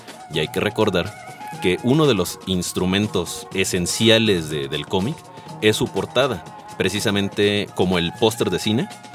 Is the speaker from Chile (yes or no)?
no; Villahermosa, Tabasco, Mexico; en mi pueblo, en Villahermosa, Tabasco, donde no existe una librería como tal